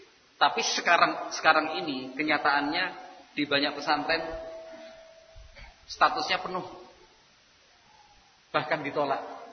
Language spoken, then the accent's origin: Indonesian; Kroya, Central Java, Indonesia; Artinya kalau karena kita orang Kroya ya pilihannya ya yang dekat-dekat saja kan begitu ya.